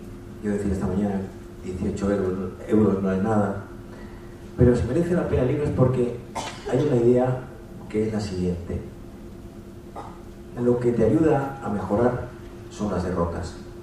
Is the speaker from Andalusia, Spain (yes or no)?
yes; Andalusia, Spain